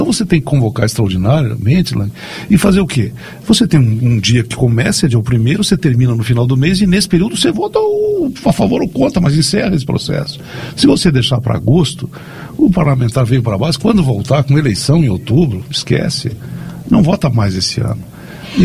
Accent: Brazil; mas como brasileiro eu entendi que as condições tinham se esgotado, né?

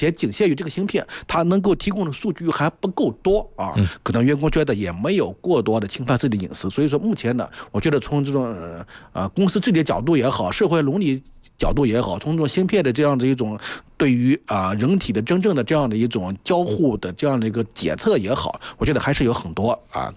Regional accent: China; 这些功能呢，都对于我们中国人来说，觉得可能

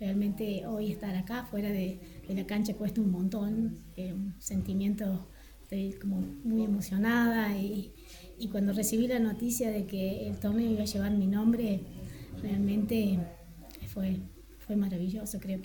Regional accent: La Carlota, Córdoba, Argentina; yo soy de La Carlota

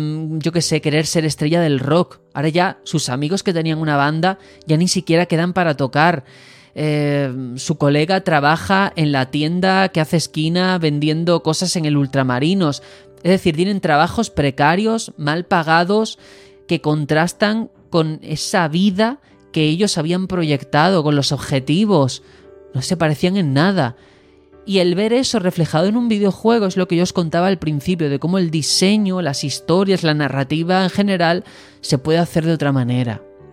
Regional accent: Algeciras, Andalusia, Spain; también soy del extrarradio, que soy de Algeciras, una ciudad que tiene sus cosas buenas, ¿vale? Pero es conocida, si la veis por la televisión, probablemente en el 90% de casos sea por el narcotráfico.

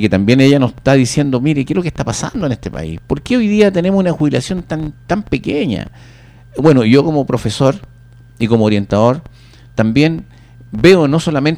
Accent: Pirque, Santiago Metropolitan, Chile; No, yo soy de Pirque, pero trabajo en Puente Alto.

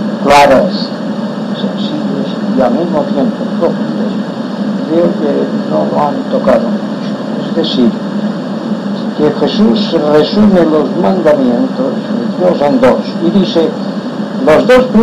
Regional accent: Inca, Balearic Islands, Spain; born there; soy un mallorquín, nacido en Inca … descendiente de los primeros israelitas que llegaron a Mallorca

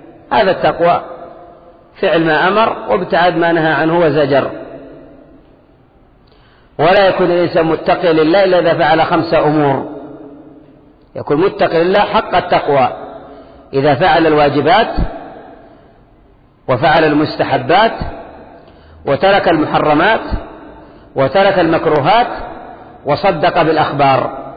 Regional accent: Yemen; فبعض الأشياء عندنا في اليمن ليست من خوارم المروءة

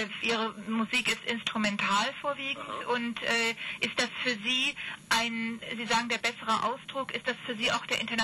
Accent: Bonn, North Rhine-Westphalia, Germany; Ich komme aus Bonn.

